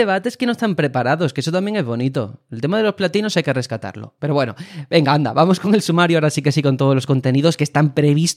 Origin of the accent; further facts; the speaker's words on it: Spain; Pues eso, como españoles, es una tontería realmente